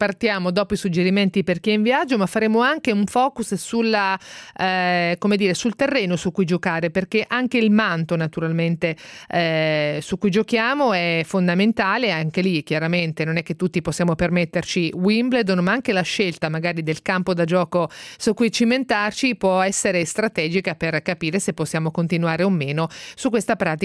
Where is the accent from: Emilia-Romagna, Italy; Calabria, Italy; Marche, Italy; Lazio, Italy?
Marche, Italy; No, io sono marchigiana, infatti